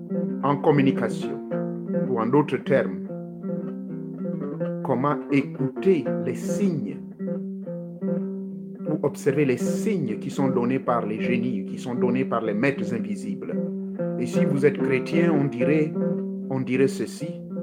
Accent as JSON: {"language": "French", "country": "Gabon", "said": "les génies, on les appelle chez nous en Gabon et même en Afrique"}